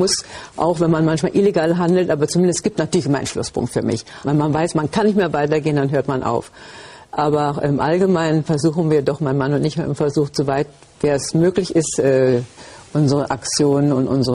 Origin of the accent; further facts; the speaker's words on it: Berlin, Germany; Ich bin 71 Jahre alt, verheiratet und Mutter von 2 erwachsenen Kindern. Meine Heimatstadt ist Berlin.